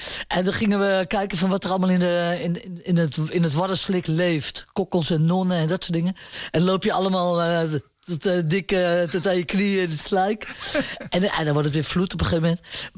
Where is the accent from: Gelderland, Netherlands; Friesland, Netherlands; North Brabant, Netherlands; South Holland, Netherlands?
Friesland, Netherlands; Ameland; Ik ben zelf van Holvende Ameland, vind ik de mooiste.